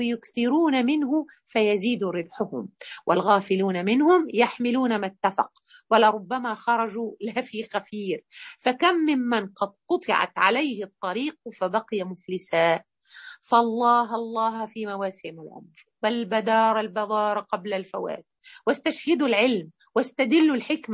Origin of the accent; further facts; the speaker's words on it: Mansoura, Dakahlia, Egypt; واحنا عندنا في المنصوره